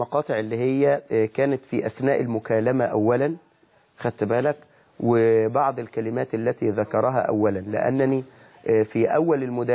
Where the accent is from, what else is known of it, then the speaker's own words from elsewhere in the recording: Egypt; accent: Egyptian; إن أنت بتقول ببلع بلهجتنا المصرية